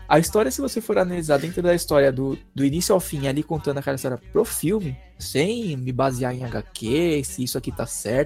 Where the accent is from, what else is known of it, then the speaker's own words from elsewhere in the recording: Brazil; Mas a gente não desiste. Somos brasileiros.